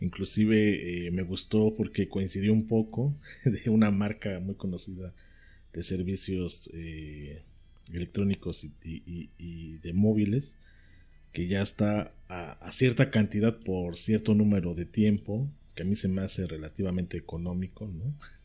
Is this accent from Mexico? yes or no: yes; Mexico; Somos tantos mexicanos como en la lista nominal.